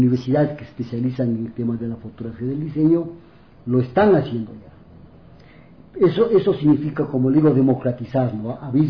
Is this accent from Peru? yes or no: no; Ecuador; Para nosotros, incluso como ecuatorianos, es un orgullo